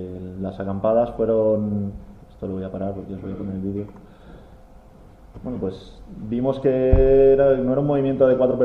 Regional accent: Madrid, Community of Madrid, Spain; now in Asturias, Spain; yo no soy asturiano, soy de Madrid y vine aquí y me pilló nada más llegar de Madrid todo este rollo

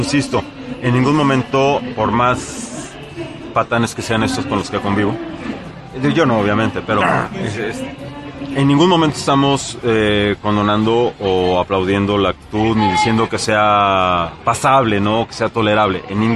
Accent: United States; now in Mexico; cuando éramos niños en Estados Unidos había un dulce

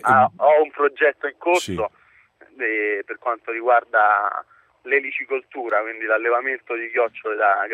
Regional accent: Rome, Lazio, Italy; io sono di Roma e già la Regione Lazio tempo fa prometteva l'affidamento di terre demaniali.

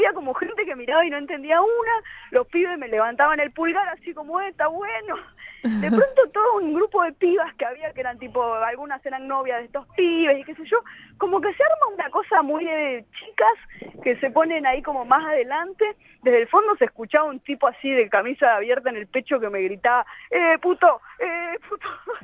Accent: Tucumán, Argentina; Yo estaba en Tucumán, yo soy tucumana, y había ido, bueno, a tocar y de paso iba a visitar a la gente de mis pagos.

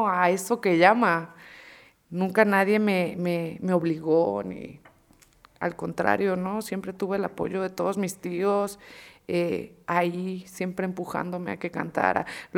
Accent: Sinaloa, Mexico; yo soy de Sinaloa, soy del norte del país. Entonces, en mi pueblo se acostumbra escuchar

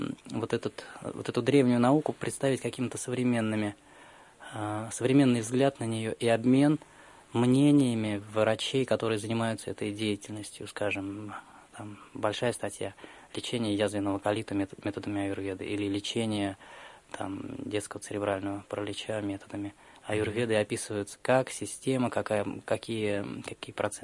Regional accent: Russia; когда он узнал, что мы из России

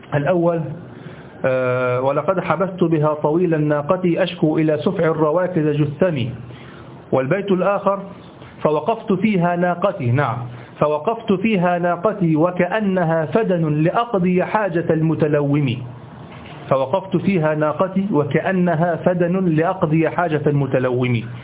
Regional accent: Egypt; الذي يسمى عندنا في مصر الهباب

